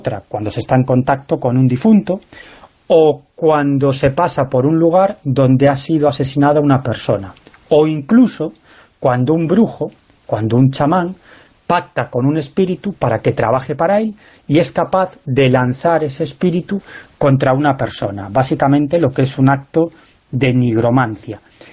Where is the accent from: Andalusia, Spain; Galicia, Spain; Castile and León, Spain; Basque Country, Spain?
Galicia, Spain; creía que era algo propio de mi tierra, de Galicia